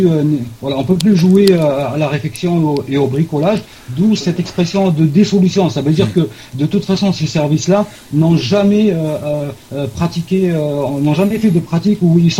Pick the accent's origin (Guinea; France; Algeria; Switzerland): Algeria; C'est notre droit aussi en tant qu'Algérien de donner notre avis sur ce qu'on nous impose aussi.